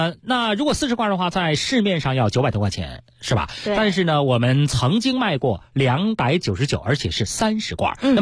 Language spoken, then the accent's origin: Chinese; Beijing, China